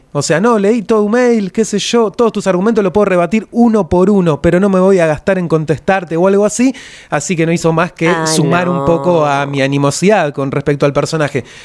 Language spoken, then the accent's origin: Spanish; Berisso, Buenos Aires Province, Argentina; now in La Plata, Argentina; Yo soy de Berisso. Hay una frontera, hay una frontera ahí simbólica y habitacional. Y bueno, me tocó venirme para estos lados de La Plata, corazón de manzana también.